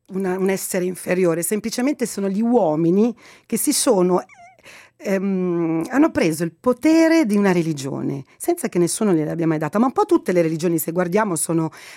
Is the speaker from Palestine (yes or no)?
no; Egypt; now in Italy; Io posso parlare molto bene del mio paese perché lo conosco bene, e anche i dati, insomma, degli egiziani in Italia